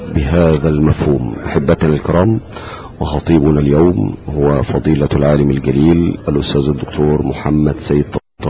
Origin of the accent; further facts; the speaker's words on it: Egypt; كمسلمين نعيش مع إخواننا المسيحيين، نعيش جميعا كمصريين مواطنين فوق هذه الأرض